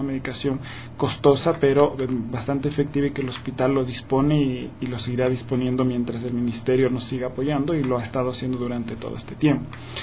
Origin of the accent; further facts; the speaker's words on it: Ecuador; moved away as an adult; also born or lived in Uruguay; Sí, yo soy ecuatoriano, nací en Ecuador, me formé y me gradué como médico general en Ecuador